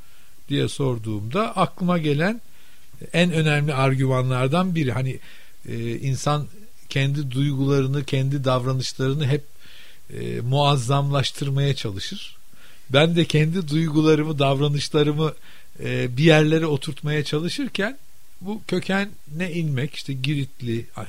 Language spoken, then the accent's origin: Turkish; Istanbul, Turkey; Ben modalıyım. Adayla en önemli doğrudan bağlantılarımdan biri köken itibariyle modalı olmaktan kaynaklanıyor. Çünkü moda, ben 50 doğumluyum.